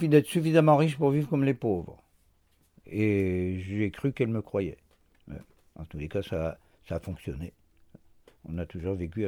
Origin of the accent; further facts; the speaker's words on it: Pays de la Loire, France; born there; Je suis né en Brière en 1945.